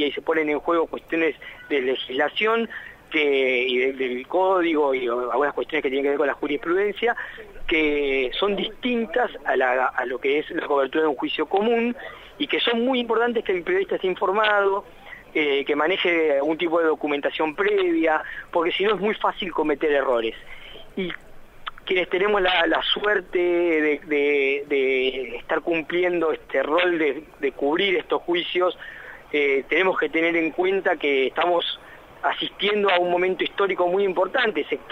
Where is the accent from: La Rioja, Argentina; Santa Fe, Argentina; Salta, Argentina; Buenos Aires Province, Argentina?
Buenos Aires Province, Argentina; Mar del Plata; Yo soy del interior, soy de Mar del Plata.